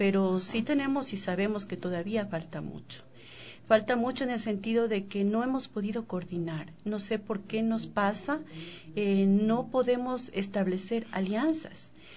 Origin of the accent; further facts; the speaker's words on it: Ecuador; para que como ecuatorianos estemos justamente al nivel de otros países.